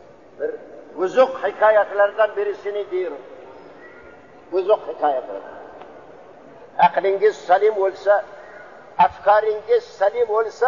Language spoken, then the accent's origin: Turkish; Bukhara, Bukhara Region, Uzbekistan; Bahavaddin Nakşibendi memleketi benim memleketim, Bukhara'da, Türkistan Garbi'yim, Bukhara'da